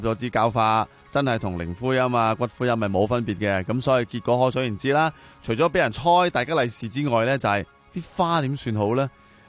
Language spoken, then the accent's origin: Cantonese; Tsing Yi, New Territories, Hong Kong; 喺我老家个树啊，青衣啊